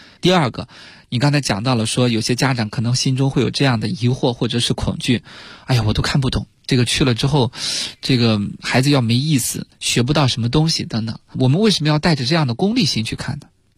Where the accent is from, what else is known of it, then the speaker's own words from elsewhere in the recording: Shaanxi, China; 然后像我的家乡陕西